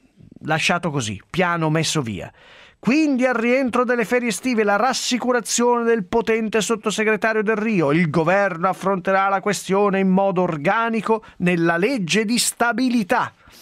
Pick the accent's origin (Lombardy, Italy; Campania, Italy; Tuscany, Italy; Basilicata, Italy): Lombardy, Italy; Sesto San Giovanni; born there; sono nato a Sesto San Giovanni